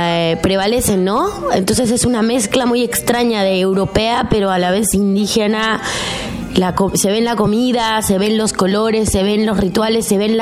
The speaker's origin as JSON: {"language": "Spanish", "region": "Mexico City", "country": "Mexico", "tie": "born there", "said": "Yo nací en Ciudad de México el 5 de febrero del 85 y bueno, mi padre es chileno, mi madre es mexicana."}